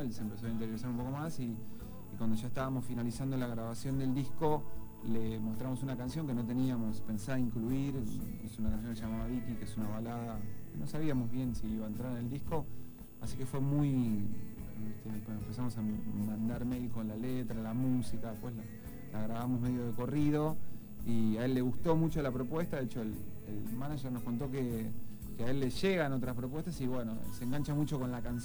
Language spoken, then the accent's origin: Spanish; Buenos Aires, Argentina; Somos más bien capitalinos, villaurquicinos.